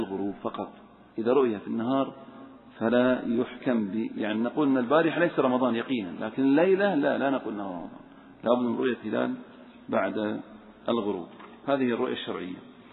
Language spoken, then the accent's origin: Arabic; Saudi Arabia; لأن هناك حصل عندنا في السعودية غبار